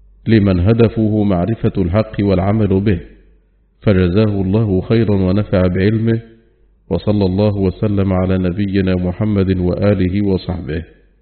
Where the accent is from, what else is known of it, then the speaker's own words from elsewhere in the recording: Saudi Arabia; التي من الله بها على بلادنا المملكة العربية السعودية